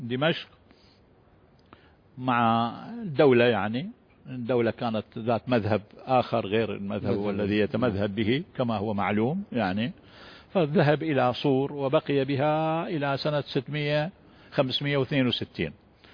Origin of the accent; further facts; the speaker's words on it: Baghdad, Baghdad Governorate, Iraq; مدفون عندنا في بلدتنا بالمناسبة في العظمية